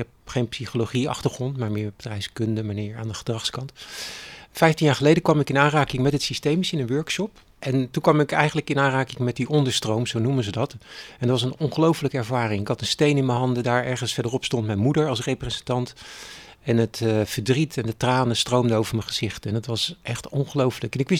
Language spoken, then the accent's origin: Dutch; Capelle aan de IJssel, South Holland, Netherlands; also born or lived in Delft; 61 jaar. Ik heb 3 kinderen. Ik kom uit Capelle aan de IJssel. Ik ben in Delft geboren. Ik ben de jongste van een gezin van 4. Dus mijn wortels liggen in Delft.